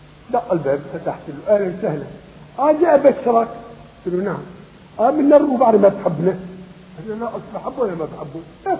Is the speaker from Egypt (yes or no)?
no; Syria; مثلا بلادنا بلاد الشام، بلاد سوريا سبعة